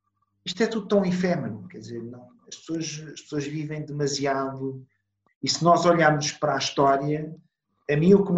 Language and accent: Portuguese; Italy; Portuguese is a second language; now in Portugal; Eu sou italiano, portanto, eu vivo em Portugal há 35 anos